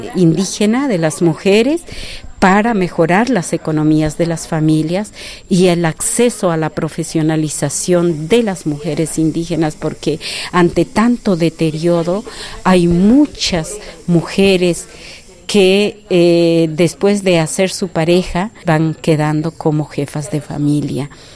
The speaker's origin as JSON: {"language": "Spanish", "country": "Peru", "moved": "yes", "lives_now": "Costa Rica", "said": "Yo soy quechua peruana, pero vivo 34 años en Costa Rica"}